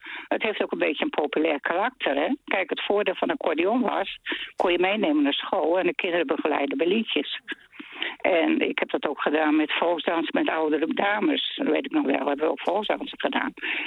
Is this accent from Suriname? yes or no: no; Friesland, Netherlands; Ik kom uit Friesland en er werd ook veel op bruiloft en partijen gespeeld.